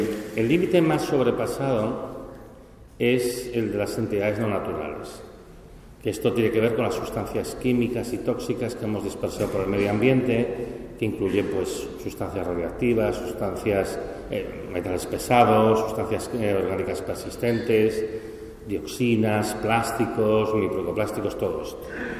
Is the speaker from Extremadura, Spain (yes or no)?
no; Catalonia, Spain; como vengo de Cataluña y hemos tenido una sequía impresionante